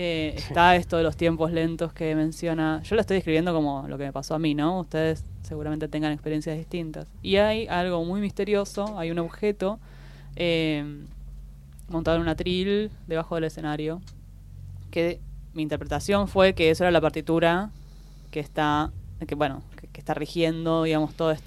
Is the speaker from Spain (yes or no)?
no; Argentina; es parte de nuestro patrimonio como argentinos, ¿no?